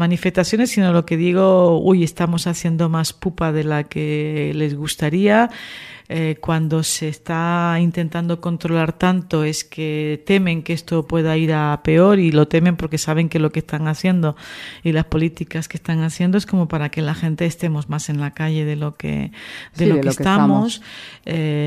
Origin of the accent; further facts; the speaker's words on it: Teror, Canary Islands, Spain; Y además en el pueblo, en Teror, en mi pueblo, pues participé el 15 en una tertulia en la radio